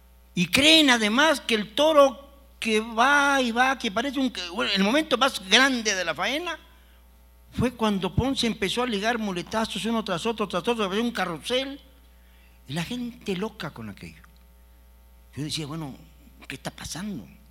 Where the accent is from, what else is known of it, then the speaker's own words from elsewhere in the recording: Mexico; Hagamos valer nuestra fuerza como aficionados y como hombres y como mexicanos.